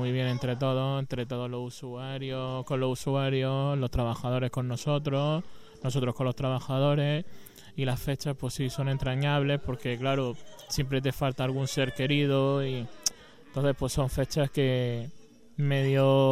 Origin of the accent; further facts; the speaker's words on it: Cartagena, Region of Murcia, Spain; now in Almería, Spain; Pues yo tuve que venirme de Cartagena, de Murcia. Tuve que venirme aquí a Almería porque no encontraba nada